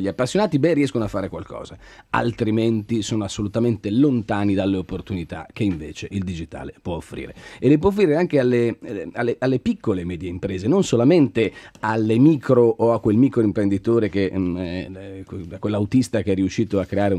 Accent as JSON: {"language": "Italian", "region": "Lombardy", "country": "Italy", "said": "che peraltro ho appena visitato pur essendo lombardo in questo roadshow"}